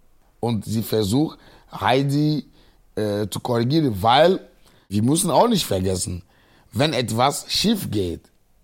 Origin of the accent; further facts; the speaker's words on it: Agoy, Maritime, Togo; German is a second language; moved away as an adult; now in Cologne, Germany; 38 Jahre, Single, wohne seit 16 Jahren in Köln. Ich komme aus Agoy, das ist ein Dorf, 19 Kilometer von Lomé ist, unsere Hauptstadt.